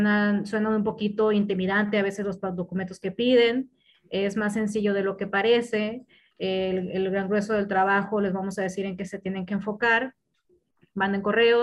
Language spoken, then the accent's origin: Spanish; Sonora, Mexico; no estamos enojadas, somos de Sonora.